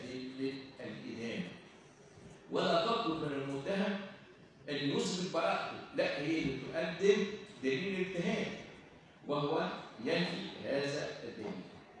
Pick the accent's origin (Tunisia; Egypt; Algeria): Egypt; لو إحنا ما شاء الله عندنا في مصر الأدوية بدون شركة